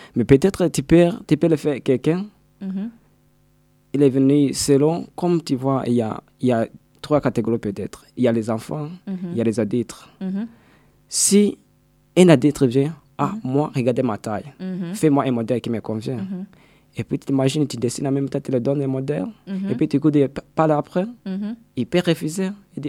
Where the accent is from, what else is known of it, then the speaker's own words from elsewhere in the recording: Burundi; born there; lorsque je suis retrouvé chez moi, dans mon pays natal